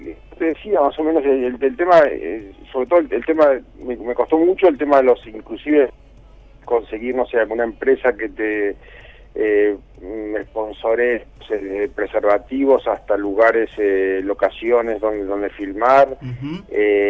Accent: Argentina; Sí, soy argentino.

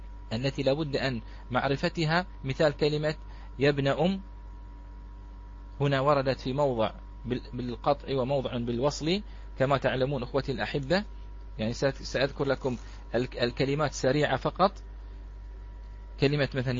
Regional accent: Bahrain; هذه بالعامية عندنا في البحرين، نقول يا الله

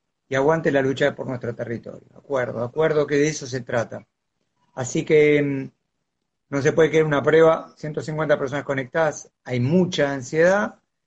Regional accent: Buenos Aires, Argentina; Yo soy de Capital. Yo soy de Capital. Yo vivo en Paternal. Y soy muy porteño.

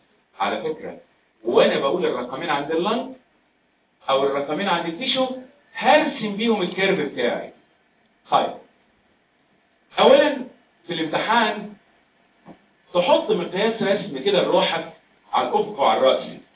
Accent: Egypt; انت عارف بلادنا مصر لا هي مرتفعات ولا منخفضات. احنا بلدنا على مستوى سطح البحر.

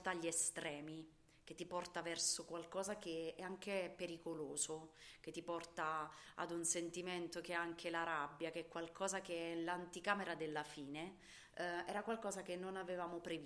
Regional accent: Satriano di Lucania, Basilicata, Italy; Quando siamo tornati, lo abbiamo fatto, siamo tornati nel mio paese che ha 2.400 abitanti, Satriano di Lucania

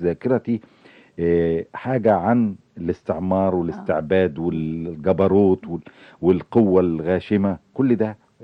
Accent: Cairo, Cairo Governorate, Egypt; أنا قاهري مولود في حي بولاء، حي عمال وحي عمل يعني ونشاط كله.

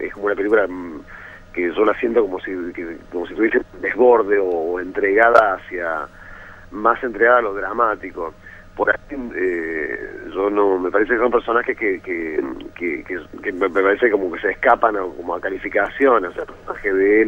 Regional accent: Córdoba, Argentina; no creo que soy el único cordobés en todo el equipo

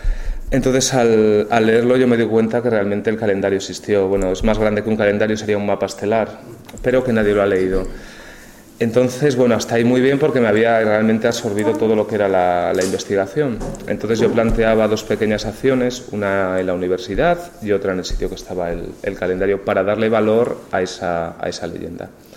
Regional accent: León, Castile and León, Spain; soy de aquí de León

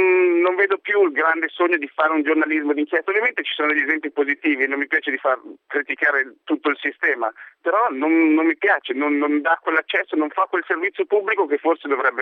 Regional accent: Lombardy, Italy; quando ero nel mio paesino in provincia di Pavia

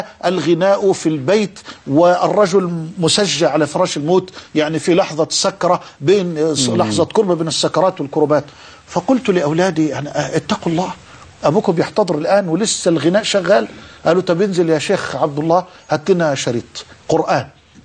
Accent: Egypt; في عندنا في مصر

